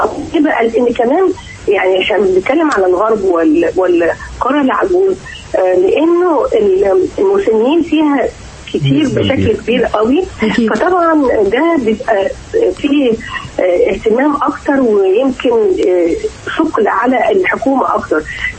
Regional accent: Egypt; المهم ان نتخذ نحن كمصريين

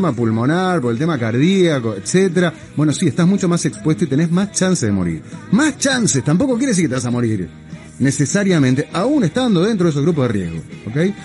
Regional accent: Uruguay; Y como muchos uruguayos estoy desesperado.

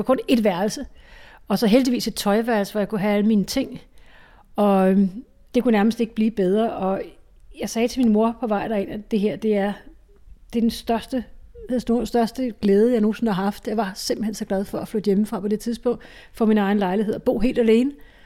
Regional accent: Ishøj, Capital Region of Denmark, Denmark; jeg startede med at bo hjemme i Ishøj

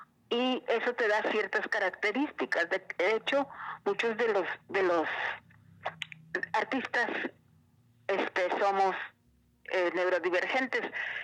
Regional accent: northern Mexico, Mexico; Claro que lo básico es porque soy norteña, porque soy del desierto

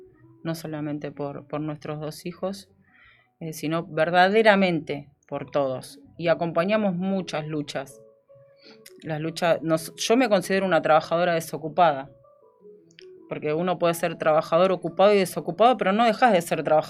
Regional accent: Bahía Blanca, Buenos Aires Province, Argentina; ahí en mi barrio, donde me crié, en Bahía Blanca, en el barrio kilómetro 5.

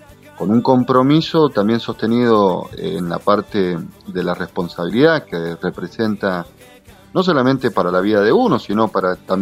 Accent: Mendoza, Argentina; en el caso mío soy más mendocino que el vino Malbec, así. Soy nacido y criado en Mendoza.

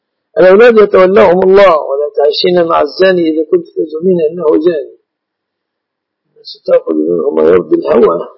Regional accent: Egypt; شركة العروس تعتبر في بلادنا مصر من المهر.

